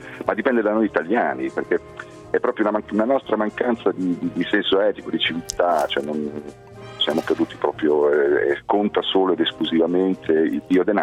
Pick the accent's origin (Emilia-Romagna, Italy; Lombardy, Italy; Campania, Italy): Emilia-Romagna, Italy; io sono romagnolo.